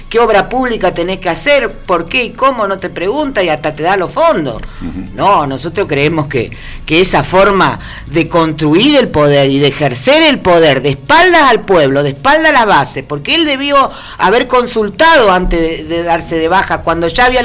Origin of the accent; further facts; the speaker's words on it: Argentina; tenemos que nosotros como argentinos, como ciudadanos, pensarnos